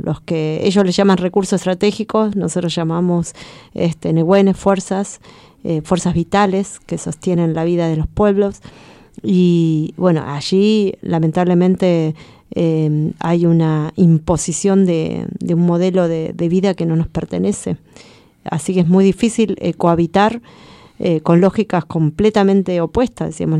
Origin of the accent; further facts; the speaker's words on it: Chubut, Argentina; Yo vengo de Puel Mapu. Vengo de la provincia, hoy llamada provincia de Chubut, que queda al sur de la Patagonia, del lado bajo administración argentina. Y bueno, los mapuches somos una nación milenaria, que somos una nación sin estado